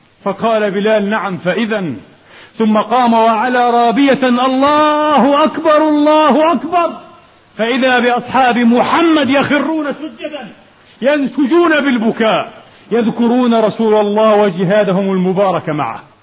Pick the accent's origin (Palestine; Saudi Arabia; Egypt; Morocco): Palestine; أو عن أن تكون قضيتنا وحدنا كفلسطينيين 7 ملايين أو 8 ملايين